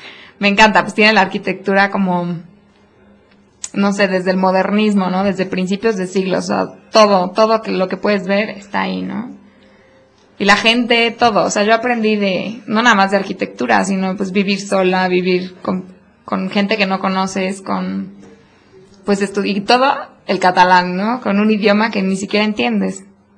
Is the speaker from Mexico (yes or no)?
yes; Puebla, Mexico; porque pues yo también soy de Puebla y vivo acá con mis papás, ¿no?